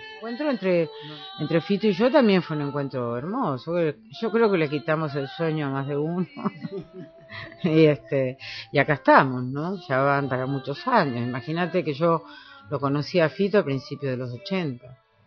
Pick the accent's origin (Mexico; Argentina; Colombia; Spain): Argentina; Villaguay, Entre Ríos; en mi pueblo y era una manifestación. No sé qué año sería, en fin, no sé, que era algo inusual en Villaguay